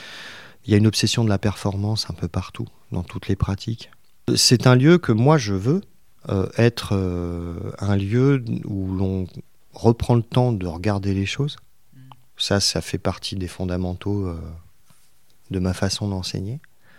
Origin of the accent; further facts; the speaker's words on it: Paris, Île-de-France, France; born there; Moi, je suis né à Paris, mais toute ma famille, père et mère, sont de la région, en fait.